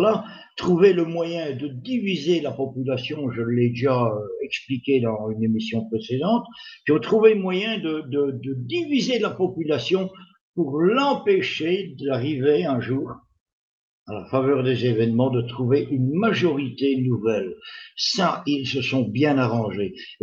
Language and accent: French; Belgium; bon, je suis belge, et je vois ça d'un point de vue de belge